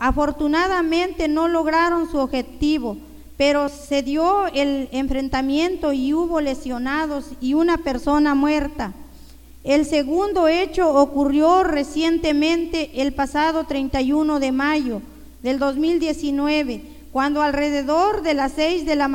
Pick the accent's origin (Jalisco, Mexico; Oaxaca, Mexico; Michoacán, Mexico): Oaxaca, Mexico; San Pablo Cuatro Venados